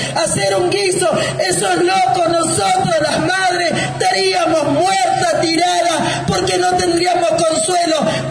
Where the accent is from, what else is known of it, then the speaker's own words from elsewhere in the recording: Villa Lugano, Buenos Aires, Argentina; de Villa Lugano, Villa 20